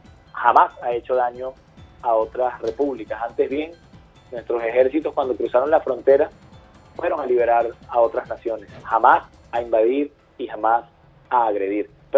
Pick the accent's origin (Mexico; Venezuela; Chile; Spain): Venezuela; lo que verdaderamente somos los venezolanos y las venezolanas.